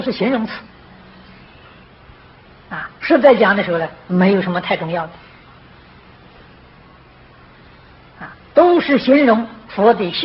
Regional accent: China; 我们是现代人，又不是古人。我是中国人，又不是印度人

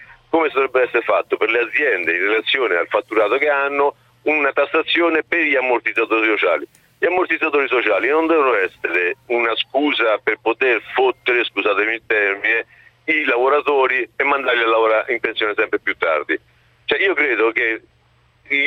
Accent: Rome, Lazio, Italy; now in Vicenza, Italy; No, sono romano, ma vivo a Vicenza da 30 anni

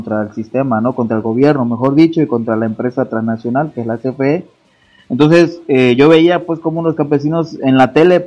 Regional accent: Acapulco, Guerrero, Mexico; de Puerto Acapulco.

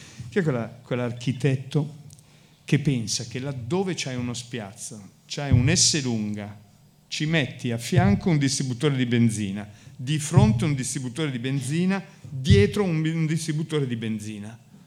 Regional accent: Milan, Lombardy, Italy; Sono nato a Baggio, quindi ho fatto un bel percorso nella mia vita, ho girato più o meno tutte le periferie di Milano, Grattosoglio, Lambrate, sono stato anche qua in Torricelli per alcuni tempi. Alla fine Giambellino, alla fine sono tornato a Baggio

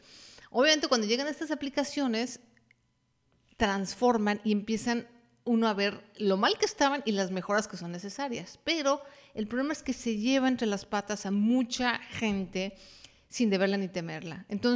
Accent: Mexico City, Mexico; Por lo menos en mi país, en la Ciudad de México, era un desastre.

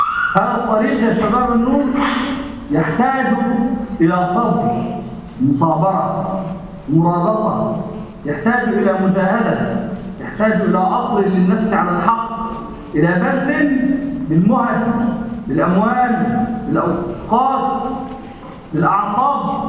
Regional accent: Egypt; يعني بنسميه عندنا في مصر أدنى

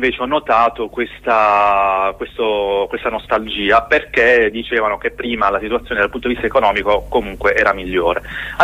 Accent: Trani, Apulia, Italy; io sono di Trani, è una città della Puglia che è proprio di fronte al Montenegro e alla Croazia, la parte sud della Croazia

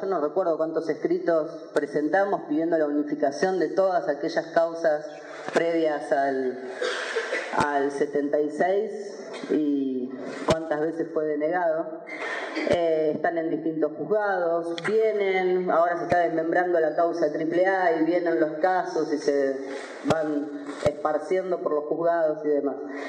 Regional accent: Mar del Plata, Buenos Aires Province, Argentina; yo no soy platense, pero sí soy marplatense

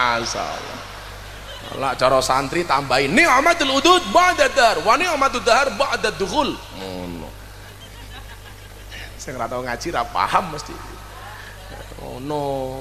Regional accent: Demak, Central Java, Indonesia; kita orang Demak yang merupakan kota wali, kita pertahankan tradisi-tradisi para wali.

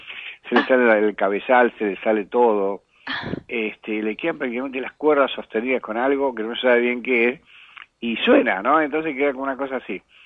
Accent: Córdoba, Argentina; also born or lived in Buenos Aires; Soy cordobés y he vivido en muchos lados. Y acá en Buenos Aires también he vivido en muchos lados. Soy una especie de raza medio nómade.

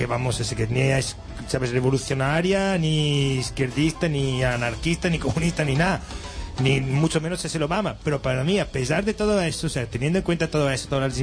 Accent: Italy; Spanish is a second language; now in Spain; Mira quién hay en mi país. Por eso, Berlusconi.

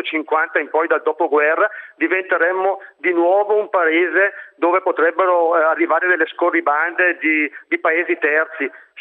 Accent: Brescia, Lombardy, Italy; io sono un bresciano più esperto forse di forno elettrico che non di alti forni

